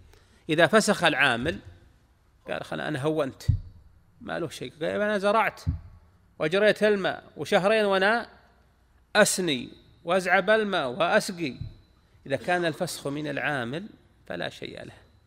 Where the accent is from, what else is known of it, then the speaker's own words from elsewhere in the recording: Al-Qassim, Saudi Arabia; هذا وجد عندنا، نعم عندنا في القصيم